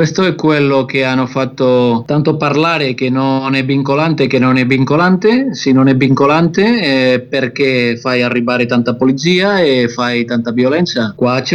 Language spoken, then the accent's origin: Italian; Barcelona, Catalonia, Spain; Italian is a second language; Io sono di Barcellona, città, ma oggi era al paese dei miei genitori, che è a 20 km di Barcellona, l'Esterradio